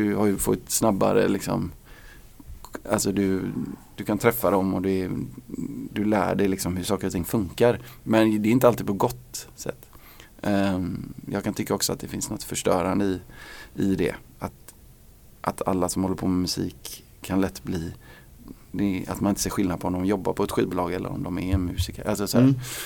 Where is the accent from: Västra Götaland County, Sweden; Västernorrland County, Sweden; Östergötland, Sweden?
Västra Götaland County, Sweden; Gothenburg; när jag var liten i Göteborg på 80-talet så stängde krogarna väldigt tidigt